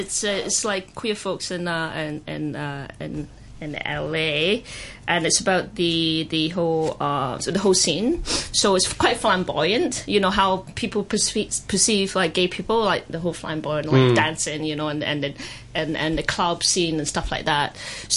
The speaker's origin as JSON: {"language": "English", "region": "Scotland", "country": "United Kingdom", "tie": "born or raised there", "moved": "yes", "lives_now": "Hong Kong", "said": "I personally, you know, I grew up in Scotland, so I've been in Hong Kong for 12 years"}